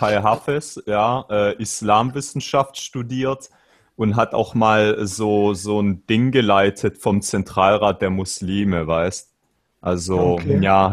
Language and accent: German; Germany; die hier so wie ich aufgewachsen geboren sind